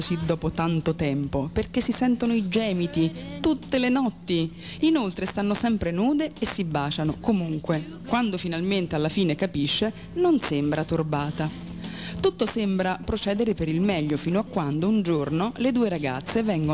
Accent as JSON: {"language": "Italian", "town": "Naples", "region": "Campania", "country": "Italy", "said": "Sono pure di Napoli e tanto tempo fa ho già dovuto combattere contro il pregiudizio."}